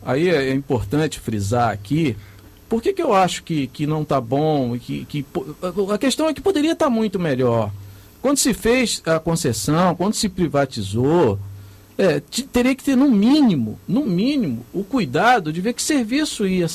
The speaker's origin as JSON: {"language": "Portuguese", "region": "Rio de Janeiro", "country": "Brazil", "tie": "born there", "said": "eu já estou indo aí para os meus 50 anos, mas eu ando de trem há muitos anos. Eu nasci na Baixada Fluminense e vi ao longo desses 50 anos as mudanças que houveram, por exemplo, no transporte ferroviário aqui no Rio de Janeiro."}